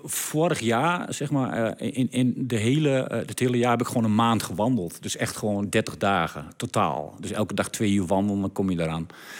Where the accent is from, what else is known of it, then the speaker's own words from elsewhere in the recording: Diepenheim, Overijssel, Netherlands; Ik kom zelf uit Diepenheim